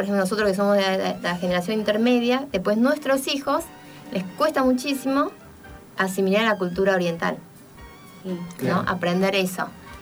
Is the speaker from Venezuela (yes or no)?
no; Taiwan; uno como taiwanés siente que nos puede representar. O sea, por eso estoy acá, hablando de cultura china, pero yo soy de Taiwán